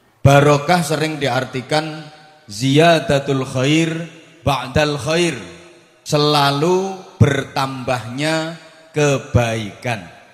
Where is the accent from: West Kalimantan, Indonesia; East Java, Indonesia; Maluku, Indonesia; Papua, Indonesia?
East Java, Indonesia; Bojonegoro; Kalau dalam bahasa daerah saya, Bojonegoro sana, disebut to be excellent.